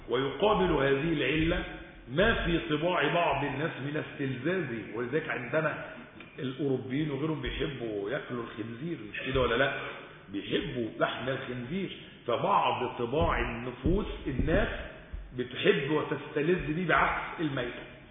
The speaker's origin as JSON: {"language": "Arabic", "country": "Egypt", "said": "الاجانب الطيبين الحلوين اللي قاعدين عندنا في مصر"}